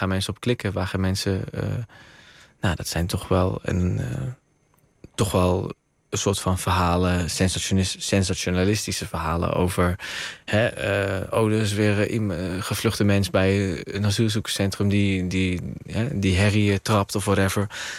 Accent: Roosendaal, North Brabant, Netherlands; Ik kom uit Roosendaal, hè?

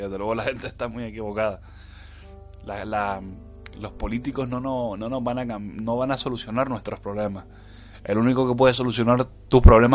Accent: Canary Islands, Spain; para Yudoka y para mí, que somos unos isleños de las Islas Canarias, son las 11 y 10 de la noche.

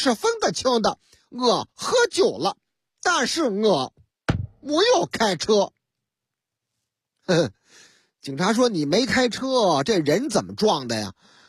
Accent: Shaanxi, China; 哎呀，我们陕西人就好这口啊，喝这个老凤酒

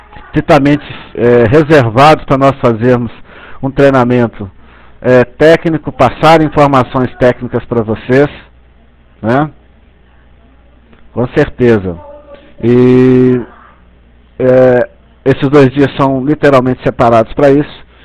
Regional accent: Belo Horizonte, Minas Gerais, Brazil; sou aqui de Belo Horizonte.

